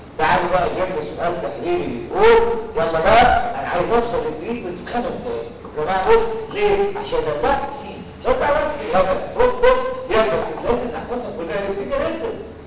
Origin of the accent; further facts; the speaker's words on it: Egypt; هل انا كمصري